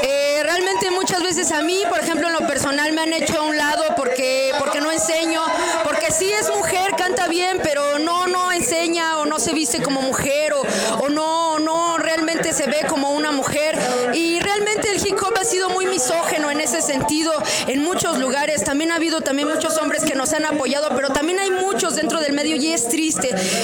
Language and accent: Spanish; Ecatepec, State of Mexico, Mexico; De aquí estoy, bueno, en el Estado de México, en Ecatepec. Yo realmente estoy más sobre Coacalco